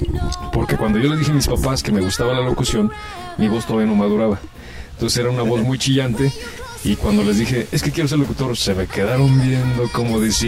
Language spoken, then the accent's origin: Spanish; Abasolo, Guanajuato, Mexico; Y pues entro aquí a Basolo, Guanajuato, que es mi patria chica